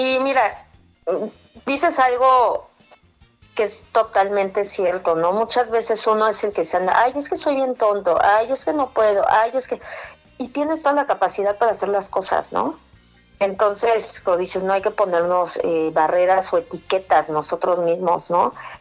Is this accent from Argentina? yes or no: no; Ciudad Satélite, State of Mexico, Mexico; yo soy mexiquense, entonces, de satélite. Pero yo quiero mucho el Estado de México.